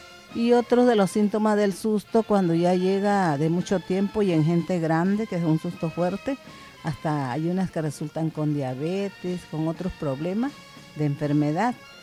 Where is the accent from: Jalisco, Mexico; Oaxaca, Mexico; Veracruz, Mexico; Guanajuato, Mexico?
Oaxaca, Mexico; Zanatepec; soy de Zanatepec, un pueblito del Istmo, muy hasta el rinconcito por acá.